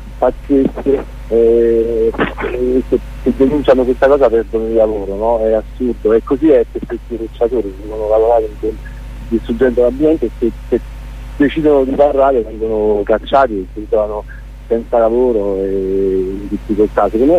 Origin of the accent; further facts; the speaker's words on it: Abruzzo, Italy; sono abruzzese e conosco bene la realtà abruzzese